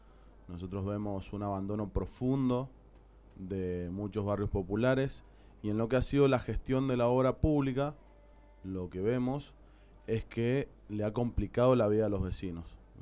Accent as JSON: {"language": "Spanish", "region": "Mendoza", "country": "Argentina", "said": "Nosotros creemos que los mendocinos somos mendocinos y punto."}